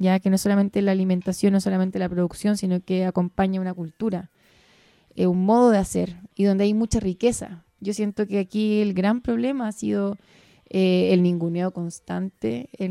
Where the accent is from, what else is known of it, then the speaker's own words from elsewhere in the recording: Chile; la impotencia que sentimos hoy día como chileno y chilena es no tener la posibilidad de ingerir